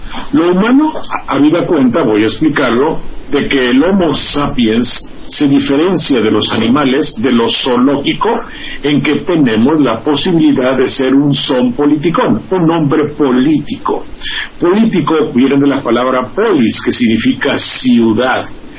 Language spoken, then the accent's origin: Spanish; Mexico; Somos de este país, somos mexicanos.